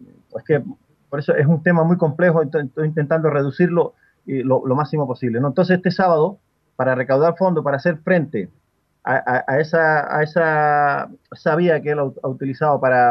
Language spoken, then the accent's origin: Spanish; Canary Islands, Spain; yo en el caso mío, yo soy canario